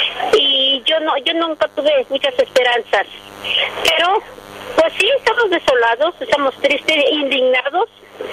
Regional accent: Temacapulín, Jalisco, Mexico; que quieren inundar el pueblo de Temacapulín, donde soy originaria.

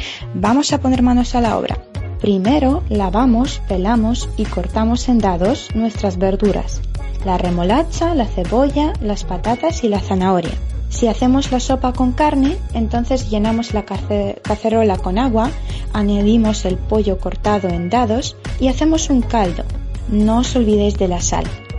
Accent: Ukraine; Spanish is a second language; soy de Ucrania

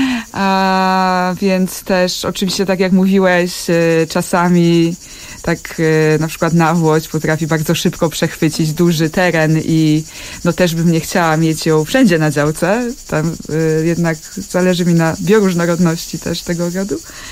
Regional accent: Dąbrowa Górnicza, Silesian Voivodeship, Poland; Ponieważ pochodzę z Dąbrowy Górniczej, z takiego osiedla robotniczego spod Huty Katowice.

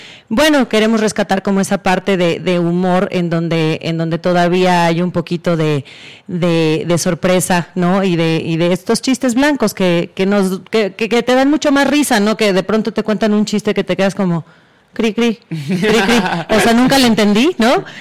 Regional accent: San Luis Potosí, Mexico; yo soy de San Luis Potosí, yo vivía con mis abuelitos y mi mami allá en San Luis Potosí

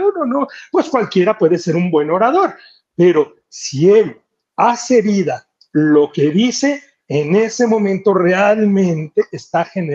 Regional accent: Mexico; O sea, bueno, pues somos mexicanos, así nos decimos, ¿no?

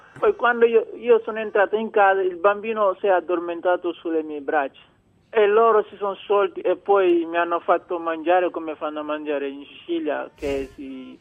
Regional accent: Senegal; now in Italy; Sì, sono dal Senegal perché ho fatto le qualificazioni dei Giochi Olimpionici nel 2000

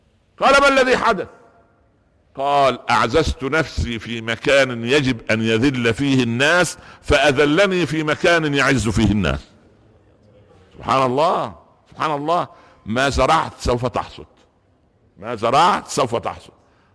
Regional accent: Egypt; صح, عندنا في مصر يقولوا ايه, القوالب نامت والانصاص قامت

